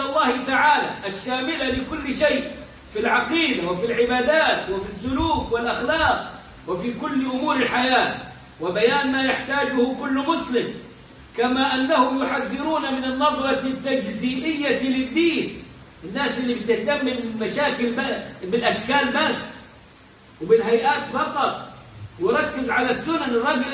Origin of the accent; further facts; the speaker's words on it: Upper Egypt, Egypt; اعتبروا مصر تحت باطهم زي ما بيقولوا عندنا في الصعيد